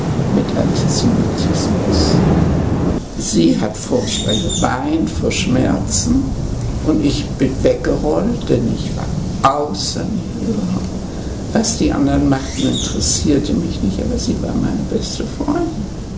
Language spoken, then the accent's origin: German; Kiel, Schleswig-Holstein, Germany; Ich war die einzigste Jüdin. Ich bin in Kiel geboren, Kiel in die Schule gegangen, in Kiel angefangen zu arbeiten. Ich war damals 13 Jahre alt. Ich bin 1908 geboren.